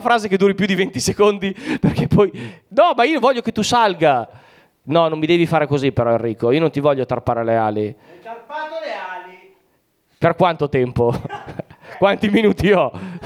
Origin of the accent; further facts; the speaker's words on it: Lombardy, Italy; moved away as an adult; nel mio paese, fino a che io sono rimasto lì, fino quindi ai 21 anni miei, le strisce pedonali per strada non c'erano, cioè non c'erano fisicamente. Cioè, io le prime strisce pedonali le ho viste a 14 anni quando sono andato a Mantova a fare le superiori